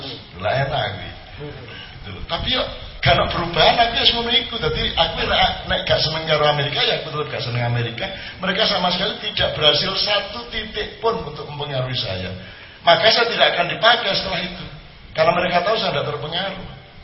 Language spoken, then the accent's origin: Indonesian; Jombang, East Java, Indonesia; aku sebagai wong Jawa, wong Islam, Jombang, Menturo, kan sing gumun karo omong-omongane malah tak tambahi.